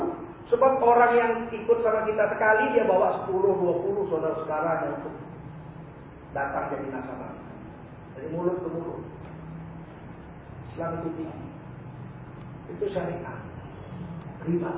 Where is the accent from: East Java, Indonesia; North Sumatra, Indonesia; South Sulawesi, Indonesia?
North Sumatra, Indonesia; Medan; Tadi itu terjadi di kampung saya di Medan.